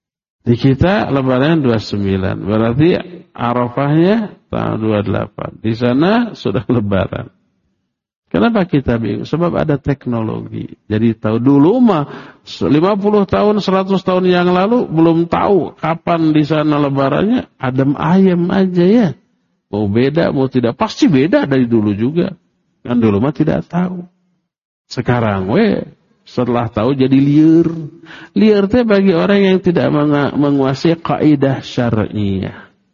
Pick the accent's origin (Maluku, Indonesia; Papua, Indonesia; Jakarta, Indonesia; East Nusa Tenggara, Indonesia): Papua, Indonesia; now in Bandung, Indonesia; Saya berasal dari Papua. Tapi tinggal di Bandung.